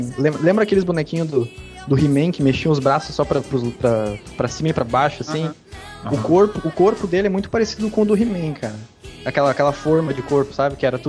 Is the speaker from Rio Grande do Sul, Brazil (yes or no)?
yes; Rio Grande do Sul, Brazil; Depois eu que sou gaúcho, né, cara?